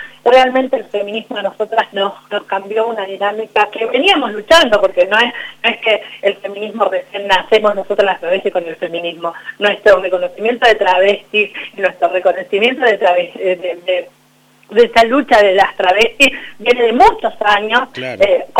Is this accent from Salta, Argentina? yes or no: yes; Salta, Argentina; Mira, yo vengo de Salta y mi mamá no era feminista, yo soy feminista